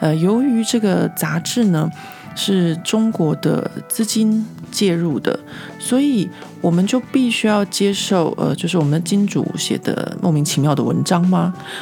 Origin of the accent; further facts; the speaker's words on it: Taiwan; 他们只是因为我是一个台湾人